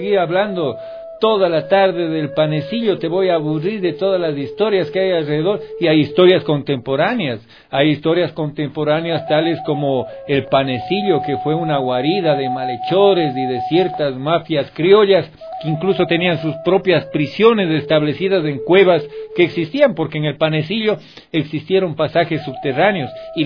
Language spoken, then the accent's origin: Spanish; Quito, Pichincha, Ecuador; para los que somos quiteños, que hemos vivido mucho tiempo, yo me siento así, es aquí en Quito